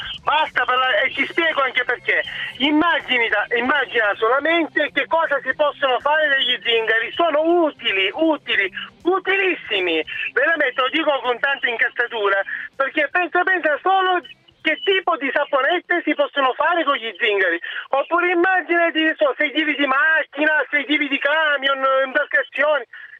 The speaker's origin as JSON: {"language": "Italian", "region": "Sicily", "country": "Italy", "said": "Io di origini sono siciliano"}